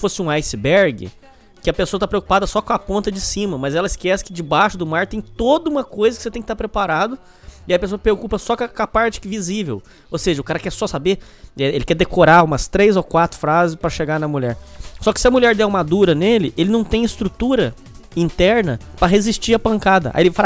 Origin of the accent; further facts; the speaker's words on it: Minas Gerais, Brazil; now in São Paulo, Brazil; Quando eu vim de Minas para São Paulo, eu era muito tímido, eu tinha vergonha de olhar no olho das pessoas.